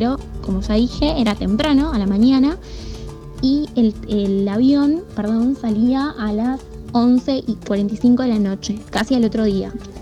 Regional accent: Temperley, Buenos Aires Province, Argentina; soy de Temperley

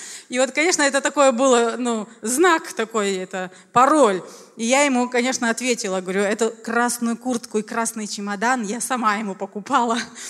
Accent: Riga, Latvia; просто общалась, что я из города Риги, да, вот верующий.

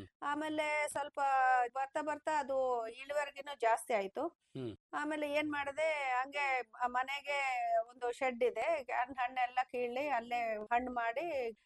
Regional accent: Andhra Pradesh, India; moved away as an adult; now in Hosapete, India; ನಮ್ಮ ತಾತರ ಕಾಲದಿಂದ 100 ಇರೋರೆ ನಾವು. ನಾವು ಮೂಲತಃ ಆಂಧ್ರಲಿದ್ದ ಬಂದಿರೋಳು. ನಾನು ಮದ್ವೆ ಆಗಿ ಹೊಸಪೇಟೆಗೆ ಬಂದಿರೋದು 1993 ಮದ್ವೆ ಆಗಿರೋದು.

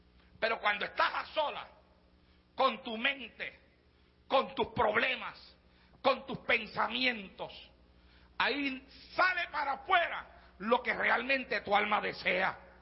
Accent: Santa Isabel, Puerto Rico; me iba yo solo a la playa de mi pueblo en Puerto Rico, en Santa Isabel

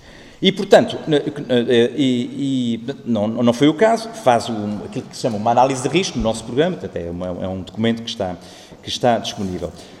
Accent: Guarda, Centro, Portugal; eu sou da Guarda

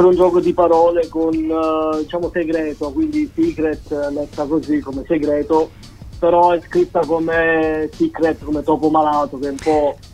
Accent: Sarno, Campania, Italy; Sì, sono di Sarno, che è un comune in provincia di Salerno.

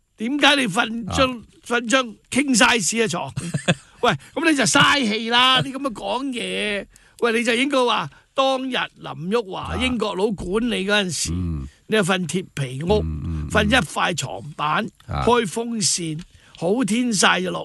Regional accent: Hong Kong; 而家我哋香港人，佢知唔知呢个呢班共产党知唔知我哋香港人好希望时光倒流咧？

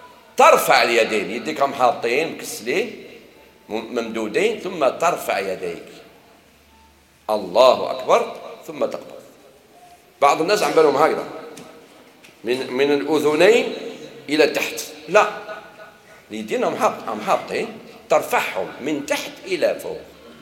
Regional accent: Algeria; لا، احنا جزائري في الوطن والدين

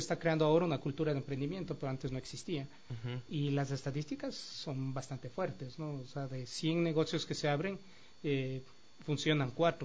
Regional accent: Ecuador; nosotros como ecuatorianos nos estamos trayendo un producto

